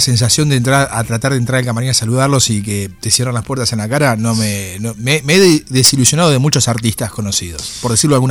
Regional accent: La Plata, Buenos Aires Province, Argentina; Paso por una banda importante en mi ciudad natal de La Plata

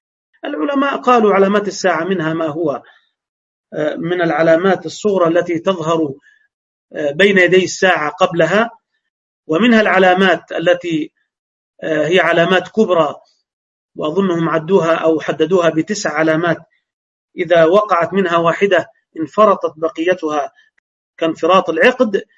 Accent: Egypt; فعشرة وأربعة وعشرين دقيقة عندنا في مصر

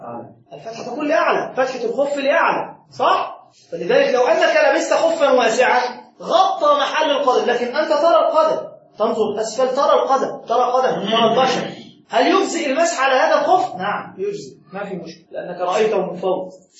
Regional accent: Egypt; المداس مثل الحذاء الذي نلبسه عندنا في مصر،

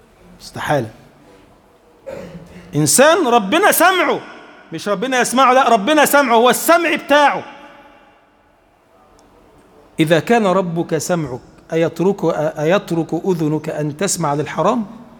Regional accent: Egypt; اللهم اجعل بلدنا مصر بلدا آمنا مطمئنا سخاء رخاء

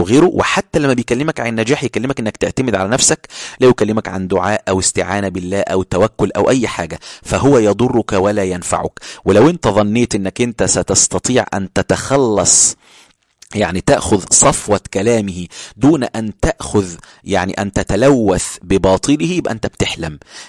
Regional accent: Ismailia, Ismailia Governorate, Egypt; أنا من الإسماعيلية في القاهرة، أقصد في مصر، يعني أنا في محافظة اسمها الإسماعيلية.

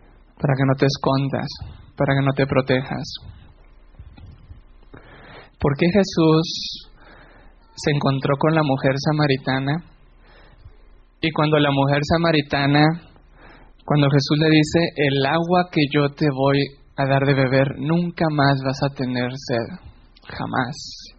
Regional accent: Mexico; Soy mexicano. No sé qué acento tengo porque me dicen que tengo muchos acentos. Porque he escuchado mucho a los venezolanos y a los colombianos. Pero también hablo mexicano mezclado con algo de pocho, spanglish.

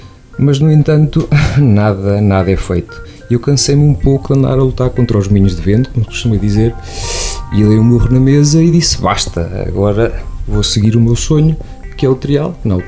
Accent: Lausanne, Vaud, Switzerland; tenho 36 anos, sou natural da Lausanne.

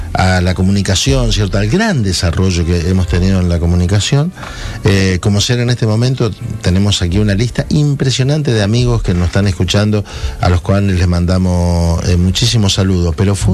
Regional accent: Argentina; Pero esto debe ser un poco como somos los argentinos, ¿no?

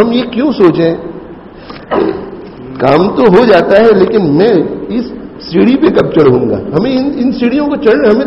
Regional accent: Leicester, East Midlands, United Kingdom; دیکھو میں انگلینڈ میں بڑا ہوا ہوں

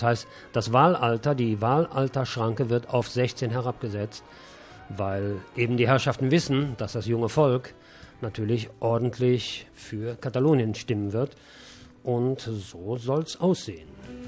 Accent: Germany; Und wir als Deutsche wissen natürlich vielleicht ein bisschen mehr, als vielleicht andere Nationen über dieses Thema.

